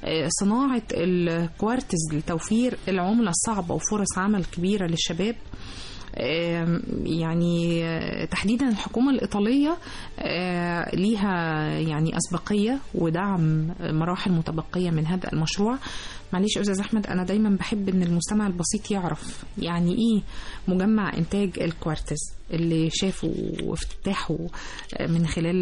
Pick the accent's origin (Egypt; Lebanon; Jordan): Egypt; طيب نروح بقى على يعني اخبارنا المحليه احنا كمان كمصريين